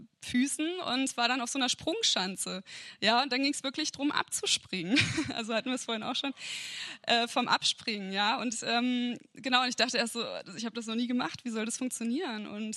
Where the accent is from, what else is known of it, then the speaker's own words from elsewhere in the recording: Kassel, Hesse, Germany; moved away as an adult; ich komme ja eigentlich aus Kassel und bin so vor einem guten Jahr hierher gezogen.